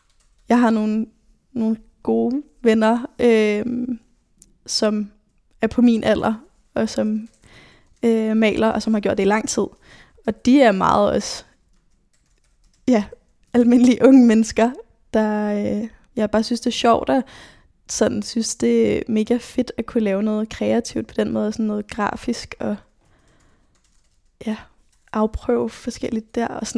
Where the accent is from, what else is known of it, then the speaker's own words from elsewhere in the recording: Nørrebro, Capital Region of Denmark, Denmark; jeg er født og opvokset her på Nørrebro, og har altid boet i den her lejlighed, som vi er i nu.